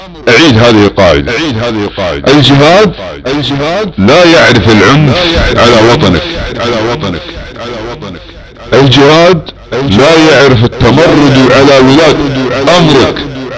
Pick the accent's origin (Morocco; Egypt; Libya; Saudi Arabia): Saudi Arabia; يحب بلادنا المملكة العربية السعودية